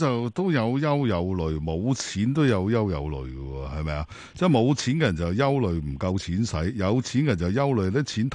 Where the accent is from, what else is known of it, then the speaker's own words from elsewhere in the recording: Hong Kong; 我哋香港人